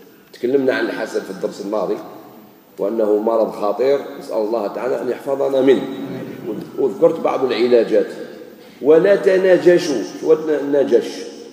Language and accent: Arabic; Algeria; أنا ثاني جزائري